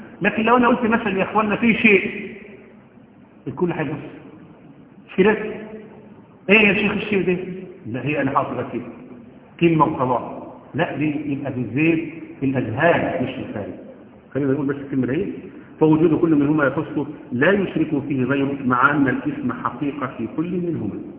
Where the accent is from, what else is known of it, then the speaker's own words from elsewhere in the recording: Egypt; حتى احنا عندنا كمصريين